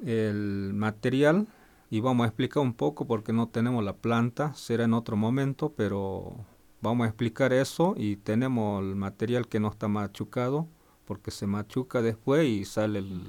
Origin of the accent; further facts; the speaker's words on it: Argentina; somos, digamos, de la Argentina, y siempre pienso y algunos no pueden llegar a donde estamos, y en realidad somos mucha etnia.